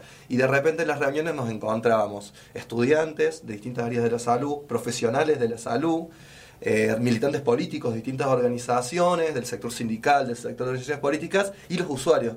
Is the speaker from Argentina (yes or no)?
yes; Córdoba, Argentina; por lo menos para mí como como cordobés y bueno, y como profesional de salud